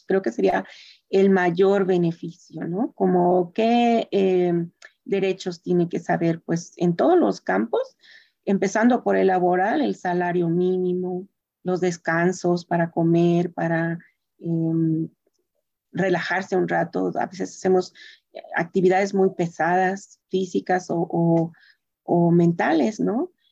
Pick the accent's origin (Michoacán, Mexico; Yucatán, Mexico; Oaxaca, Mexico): Oaxaca, Mexico; also born or lived in Mexico City; now in Santa Ana, United States; Primero salí de Oaxaca a la Ciudad de México y de la Ciudad de México me vine para acá.